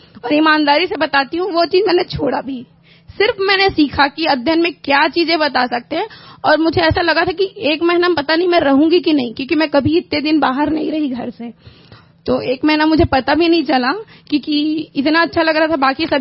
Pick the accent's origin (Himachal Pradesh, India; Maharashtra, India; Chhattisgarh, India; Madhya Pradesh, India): Chhattisgarh, India; Raipur; मैं रायपुर से हूँ.